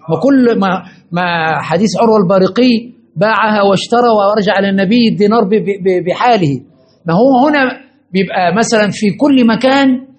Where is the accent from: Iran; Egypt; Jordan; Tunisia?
Egypt; ده مشكلة عندنا في مصر في كل زمان ومكان